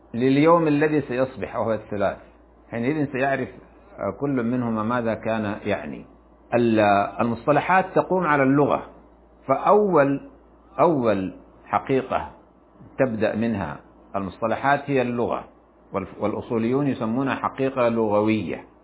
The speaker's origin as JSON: {"language": "Arabic", "country": "Sudan", "said": "فإننا في بلادنا السودان على وجه الخصوص نرى في هذه الأيام مظاهر غريبة عن ثقافتنا وعن مجتمعاتنا"}